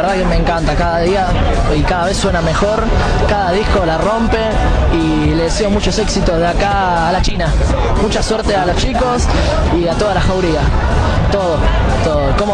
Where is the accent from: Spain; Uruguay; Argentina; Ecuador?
Argentina; Buenos Aires; soy de Villa Lugano